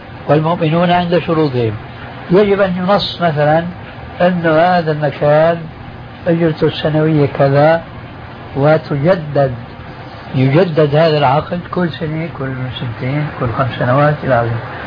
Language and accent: Arabic; Syria; هذا التعامل ما يسمى بخلو رجل أو الفروية عندنا في سوريا